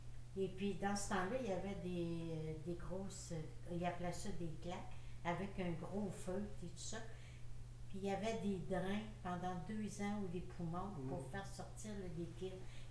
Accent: Sainte-Brigitte-de-Laval, Quebec, Canada; Non, moi, je venais de Sainte-Brigitte-de-la-Val.

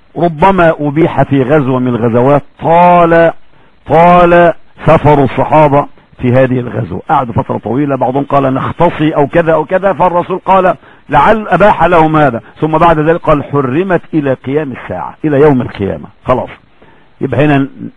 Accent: Egypt; عندنا في مصر فرق كثيرة جدا بس ما لهمش تفسير.

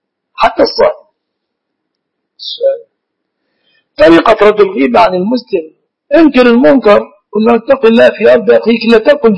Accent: Egypt; اصطلح الناس في بلادنا مصر على أنها دعاء على الشخص.

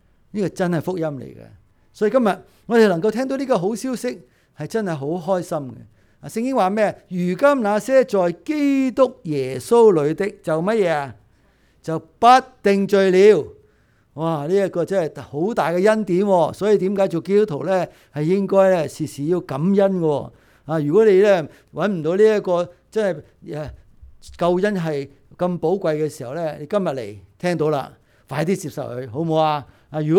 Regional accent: Hong Kong; 但系我哋香港人咧系好曳嘅

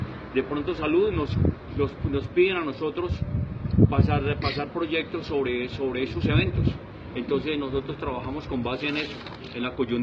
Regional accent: Bogotá, Colombia; Primero que todo porque vivo en Fontibón, soy de Fontibón y desplazarme queda muy difícil.

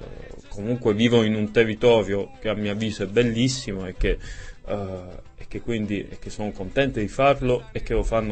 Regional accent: Locorotondo, Apulia, Italy; io vengo da un piccolo paese, Locorotondo.

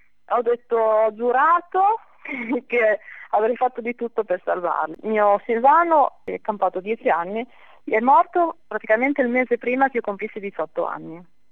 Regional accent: Bologna, Emilia-Romagna, Italy; sono di Bologna, sono laureata in legge qualche anno fa

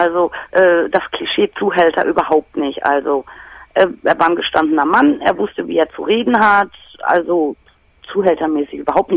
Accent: Dortmund, North Rhine-Westphalia, Germany; born there; ich bin gebürtige Dortmunderin

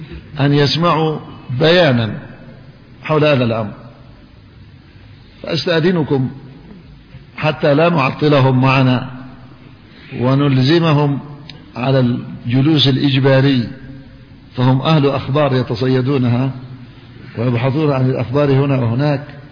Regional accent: Yemen; وأذكر بأن الحكومة اليمنية هي المعنية بالدفاع عن مواطنيها، وأنا مواطن يمني

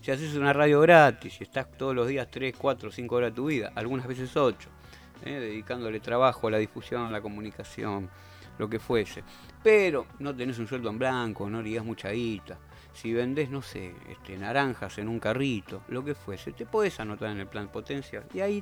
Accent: Argentina; todos los seres humanos que somos argentinos y que estamos dentro de los límites de nuestro país.

